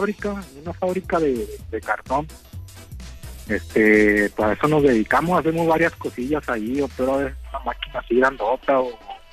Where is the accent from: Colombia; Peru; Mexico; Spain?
Mexico; Durango; yo soy allá de Durango, el mero duranguito.